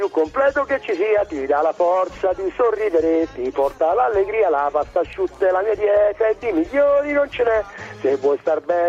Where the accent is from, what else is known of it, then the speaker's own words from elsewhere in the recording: Rome, Lazio, Italy; io sono di Roma, mio padre era siciliano